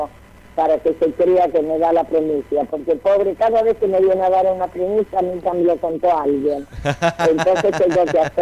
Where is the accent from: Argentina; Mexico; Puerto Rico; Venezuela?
Argentina; Sunchales, Santa Fe; No, yo soy de Sunchales, provincia de Santa Fe, donde venimos las cosas ricas